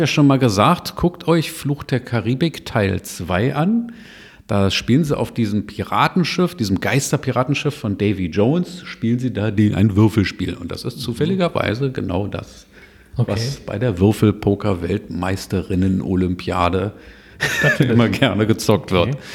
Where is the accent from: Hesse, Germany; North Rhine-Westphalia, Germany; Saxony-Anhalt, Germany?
North Rhine-Westphalia, Germany; Cologne; Also bei uns in Köln, da gibt es so ein ums andere Etablissement.